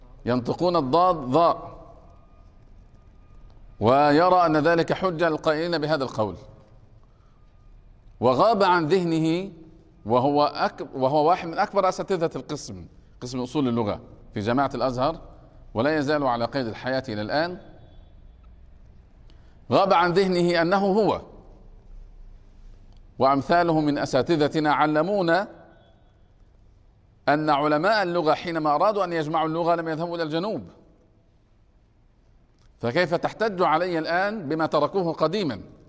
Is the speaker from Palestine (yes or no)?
no; Egypt; أنا من مصر